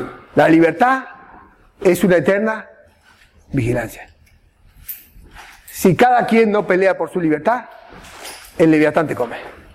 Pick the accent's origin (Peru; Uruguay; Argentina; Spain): Argentina; Esto lo digo como argentino, donde hay una crisis cada 10 años